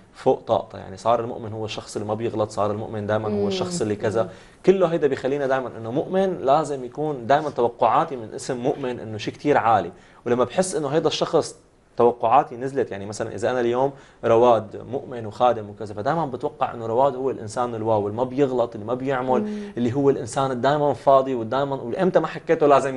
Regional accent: Syria; اليوم كمان كسورية الوضع اللي عم نمرق فيه

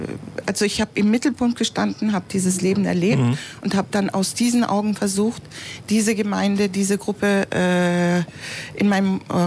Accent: Istanbul, Turkey; German is a second language; Ich komme aus der oberen Schicht. Ich komme aus Nişantaşı, die eigentlich reiche Schicht.

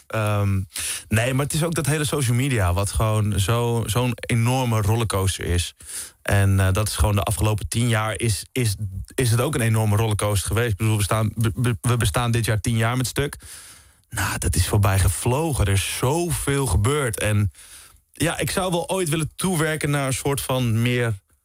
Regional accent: Beverwijk, North Holland, Netherlands; Ik kom uit oorspronkelijk Beverwijk.

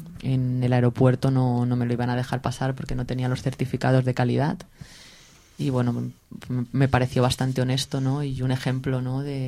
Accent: Alicante, Valencian Community, Spain; Yo los conozco de toda la vida porque yo soy de Alicante de toda la vida.

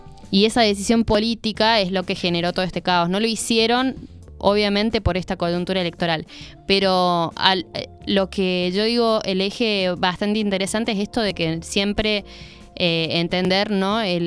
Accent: Argentina; de lo que nos toca como argentinos y argentinas

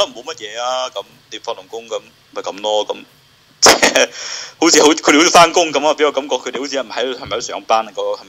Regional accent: China; 我又唔夠膽立亂問人喎、啊，你知唔知道我大陸人嚟噶嘛？

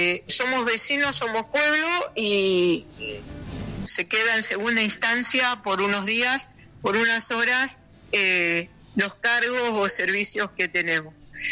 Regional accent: San Nicolás, Buenos Aires Province, Argentina; born there; moved away as an adult; now in Castelli, Argentina; Yo quizás por el acento ya se habrán dado cuenta, soy nacida en San Nicolás, provincia de Buenos Aires. Y hace 30 años que vivo aquí en Castelli, así que soy rechaqueña.

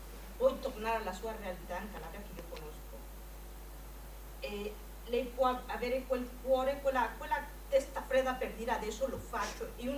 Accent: Mexico; Italian is a second language; sono messicana

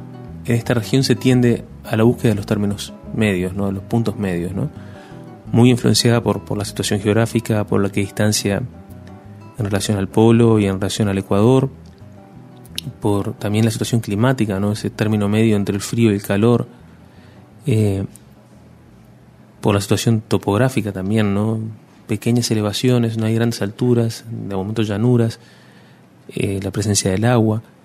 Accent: Uruguay; En cierta medida los uruguayos somos mucho más argentinos de lo que nos creemos o de lo que queremos admitir, ¿no?

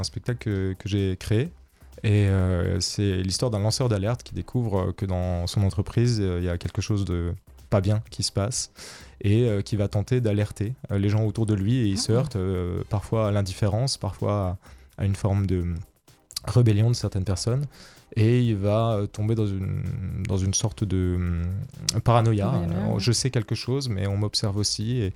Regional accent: Grand Est, France; je suis alsacien, je suis dans l'Alsace, j'y tiens, hein, c'est important.

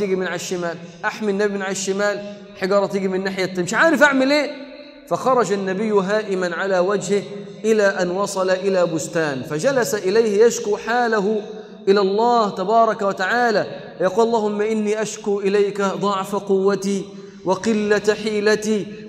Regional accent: Egypt; جالي واحد لبناني قال لي انت من وين انت؟ قلت له من مصر. قال لي من مصر ما شاء الله ام الدنيا، فرحان قوي ان انا من مصر.

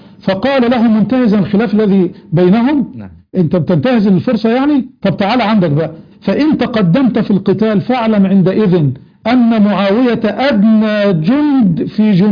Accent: Egypt; كان عندنا في مصر في التوقيت اللي انت بتحكي عنه ده كانت الناس ما تعرفش يعني ايه شيعه اصلا.

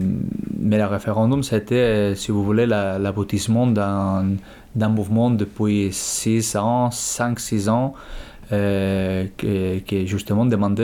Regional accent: Catalonia, Spain; now in Saint-Denis, France; je suis catalan, je viens de la Catalogne. Ça fait 7 ans que j'habite à Saint-Denis

